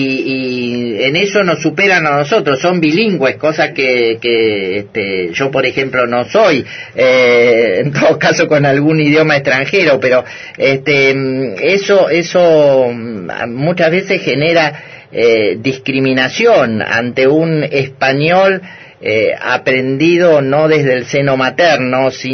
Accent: Argentina; Yo como argentino digo, lamento que se ponga en discusión este tema

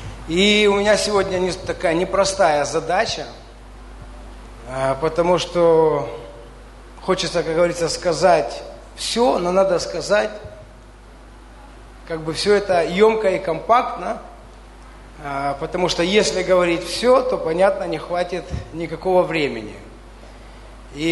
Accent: Dnipro, Dnipropetrovsk Oblast, Ukraine; Потому что когда мы были, кто-то, мы из Днепра, все, да.

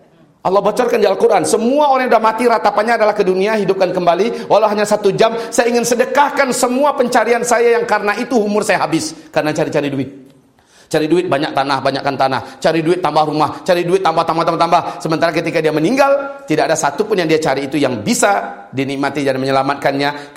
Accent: Pariaman, West Sumatra, Indonesia; Saya asli orang Pariaman. Ya. Lahir di Pariaman.

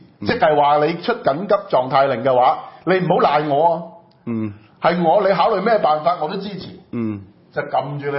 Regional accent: Hong Kong; 即係你當我哋香港人是傻的咩？

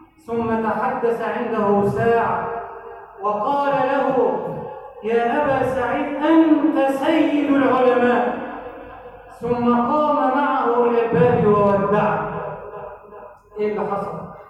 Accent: Egypt

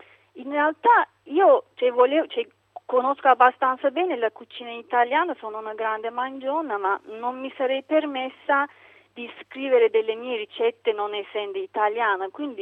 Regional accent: Turkey; quando ho detto che sono turca

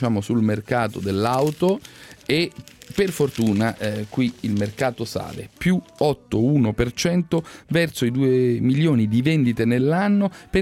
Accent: Kaduna State, Nigeria; moved away as an adult; now in Italy; Ho lasciato il mio paese nel settembre 2013, vengo dallo stato di Kaduma e nella mia città facevo il saldatore. Prima di arrivare in Italia sono stato 3 mesi in Libia, poi sono sbarcato in Sicilia con un gommone nel maggio 2014.

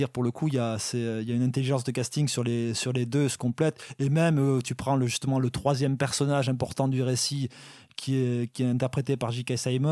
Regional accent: Southern France, France; je viens du sud de la France, c'est ça le truc

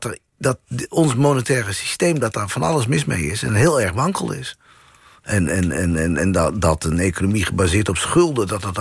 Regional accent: Assen, Drenthe, Netherlands; Assen, ja.

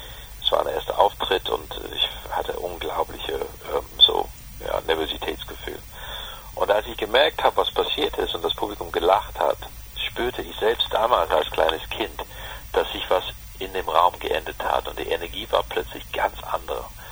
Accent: London, United Kingdom; ich bin groß geworden in London mit dem Original House of Cards.

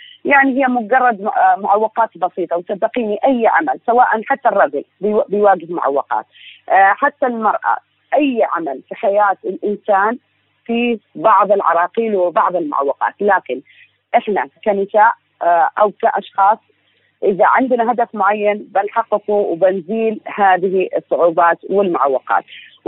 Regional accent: Oman; أعشق أن أنا أشوف نجاحات شبابية تمثلني أنا كعمانية

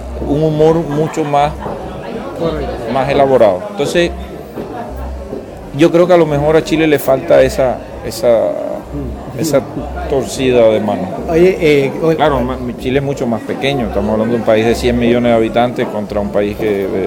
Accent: Cuba; born there; nací en Cuba

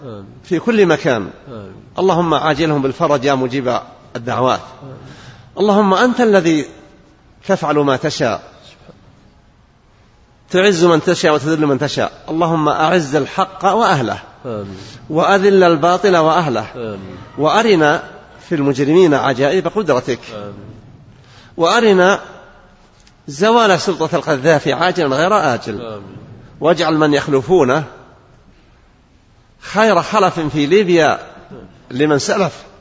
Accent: Saudi Arabia; أن يدفع عن بلادنا المملكة العربية السعودية كل شر وبلاء وفتنة

